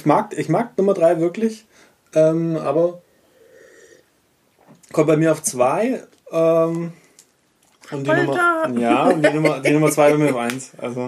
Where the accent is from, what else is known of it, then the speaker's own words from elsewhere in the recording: Baden-Württemberg, Germany; Das ist einer aus meiner Heimat. Und zwar ein, also dann folglich aus Württemberg